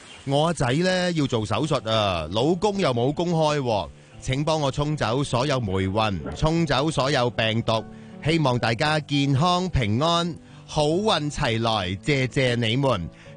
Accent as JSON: {"language": "Cantonese", "country": "Hong Kong", "said": "佢有个调查显示就系我哋香港人平均用12个小时"}